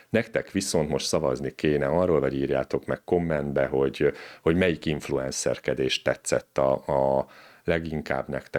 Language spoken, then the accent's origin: Hungarian; Budapest, Hungary; mert mi lehet mondani, hogy pestiek, már budaiak vagyunk éppen, de lehet mondani, hogy mondjuk budapestiek vagyunk